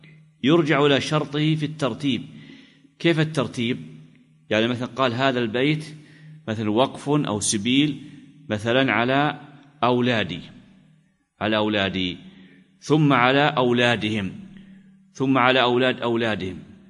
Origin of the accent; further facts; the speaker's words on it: Najd, Saudi Arabia; مثل عادة البلد عندنا في نجد